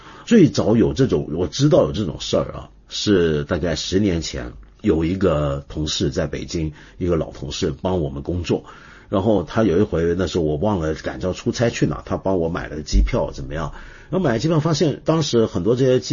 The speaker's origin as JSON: {"language": "Chinese", "country": "Hong Kong", "said": "你知道我们香港人以前是怎么讲这句话吗？"}